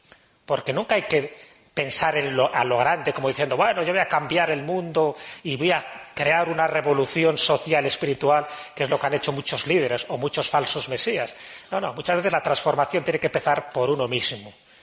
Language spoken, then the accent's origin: Spanish; Valladolid, Castile and León, Spain; me siento en mi tierra, en Valladolid.